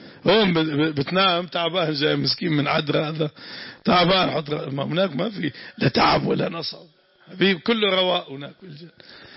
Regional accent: Damascus, Damascus Governorate, Syria; سوف ينزلون عندنا في الشام مأذن الشرقية مأذن البيضاء

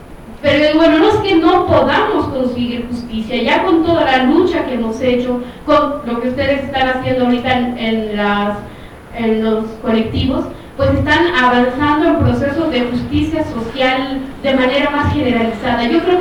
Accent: Guatemala; de Guatemala y veo con la presentación

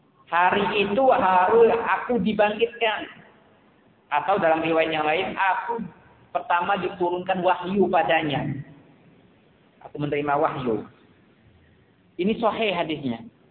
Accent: Bangka, Bangka Belitung Islands, Indonesia; kalau kita di Melayu, khususnya di daerah saya Bangka

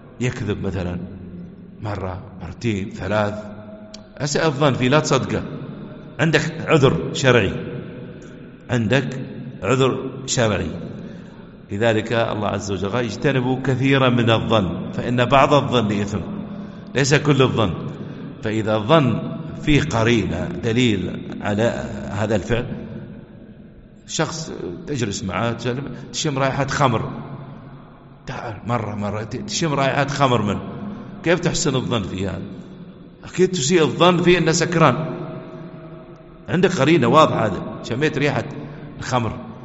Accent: United Arab Emirates; يحفظنا ويحفظ بلادنا الإمارات

